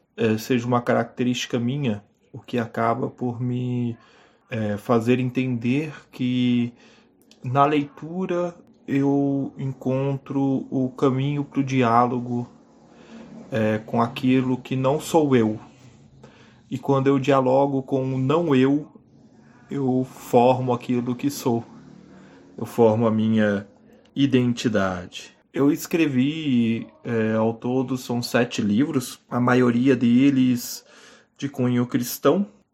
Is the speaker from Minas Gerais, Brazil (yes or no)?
yes; Minas Gerais, Brazil; porque trem é coisa de mineiro, eu sou mineiro